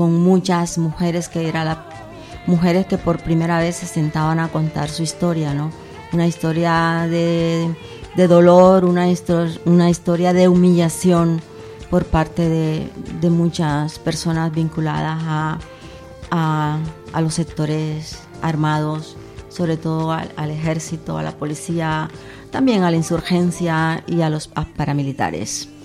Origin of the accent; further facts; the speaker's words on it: Colombia; now in Spain; para mí es doloroso saber que aquí soy colombiana, la colombiana, y en mi propio país soy española